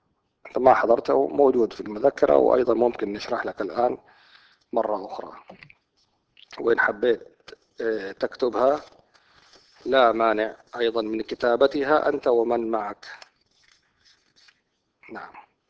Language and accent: Arabic; Saudi Arabia; عندنا في المملكة العربية السعودية ودول شرق آسيا ومصر والعراق